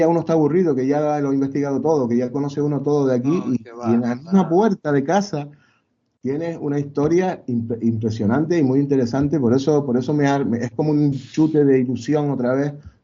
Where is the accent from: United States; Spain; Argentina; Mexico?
Spain; Canary Islands; Y por eso es una pequeña prueba de la mezcla que somos aquí en Canarias